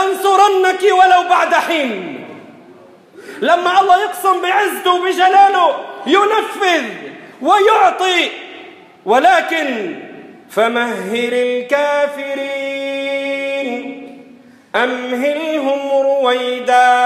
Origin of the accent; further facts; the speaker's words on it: Lebanon; والمسألة تحتاج عندنا بلبنان بالتحديد لشوية ربط جأش وصبر